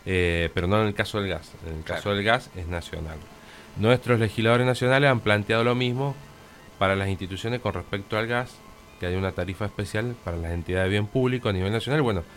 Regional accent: Guaymallén, Mendoza, Argentina; como en el caso nuestro que somos de Guaymallén.

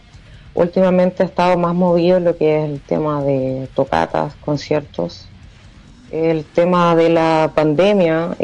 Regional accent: Antofagasta, Chile; nosotros somos de Antofagasta, de Chile.

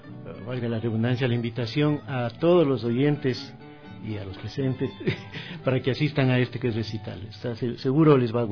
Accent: Ecuador; somos ecuatorianos

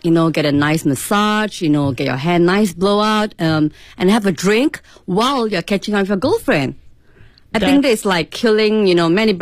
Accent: Singapore; from Singapore.

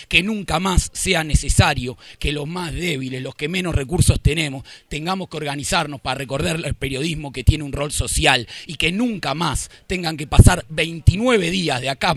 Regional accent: Buenos Aires, Argentina; Yo vengo con mis compañeros de Zabaleta

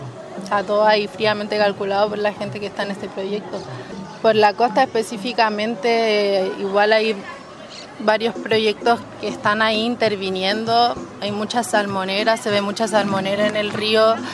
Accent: Santiago, Santiago Metropolitan, Chile; born there; Yo nací en Santiago, las personas también que estamos ahí en el refugio somos de Santiago, de La Guarria

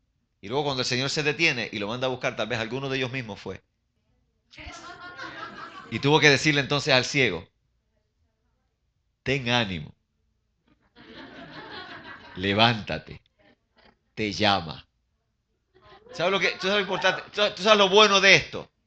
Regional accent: Puerto Rico; Y me molestaban allá en mi país, en Puerto Rico

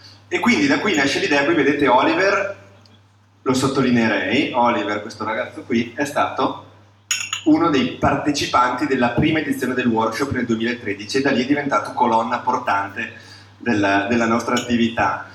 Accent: Fiera di Primiero, Trentino-Alto Adige, Italy; born there; noi veniamo siamo nati in Trentino, nella valle di Primiero, Fiera di Primiero

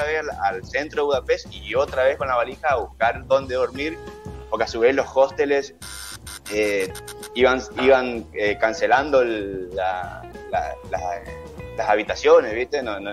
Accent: Resistencia, Chaco, Argentina; de Chaco, Resistencia Chaco.

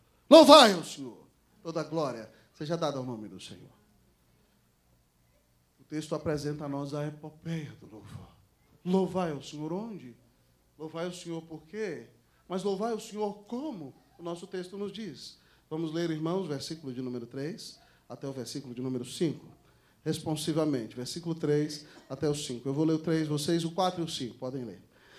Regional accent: Brazil; Então, irmão, nós somos brasileiros.

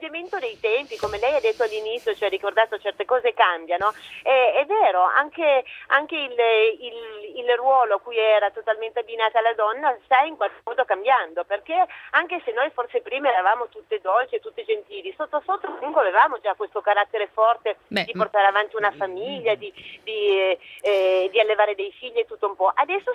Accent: Piedmont, Italy; visto che io sono piemontese.

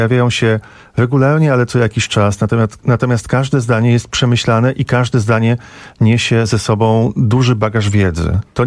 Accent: Radom, Masovian Voivodeship, Poland; born there; now in Warsaw, Poland; Ja mieszkam w Warszawie dłuższą część życia, większą, ale urodziłem się w Radomiu.

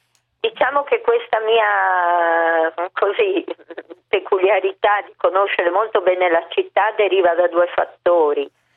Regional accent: Venice, Veneto, Italy; alla fine poi ha prodotto questi giri in barca guidati da me come veneziana

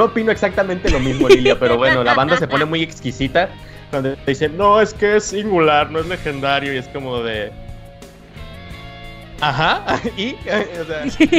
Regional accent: Mexico; nopales y soy mexa, entonces no tiene tampoco mucho sentido.

